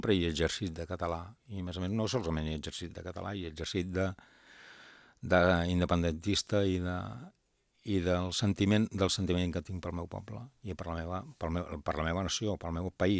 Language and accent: Catalan; Tiana, Catalonia, Spain; also born or lived in Barcelona; he fet pregó de Tiana, i sempre he sigut bandera de Tiana, i m'estimo molt Tiana. O sigui, Tiana és el meu poble, és la meva... Vaig néixer a Barcelona per casualitat, perquè hagués pogut néixer aquí a Tiana